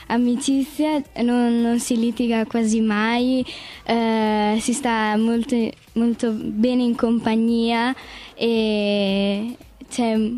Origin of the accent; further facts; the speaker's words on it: Ferrara, Emilia-Romagna, Italy; Io vengo da Ferrara, sono nella parrocchia di Chiesol del Fosso